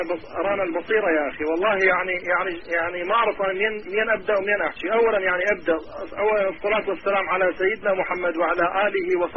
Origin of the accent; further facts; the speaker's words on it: Karbala, Karbala Governorate, Iraq; now in Europe; لا أخي أنا أصلي من كربلاء أخي أنا أتكلم وياك من أوروبا أخي أنا طلعت من العراق